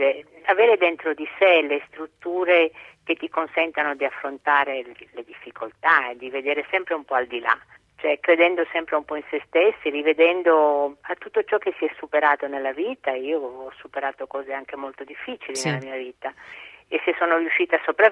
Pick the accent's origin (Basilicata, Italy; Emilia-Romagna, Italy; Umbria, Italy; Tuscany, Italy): Basilicata, Italy; Rionero in Vulture; born there; Sono nata a Rio Nero in Vulture, in Basilicata, un paesino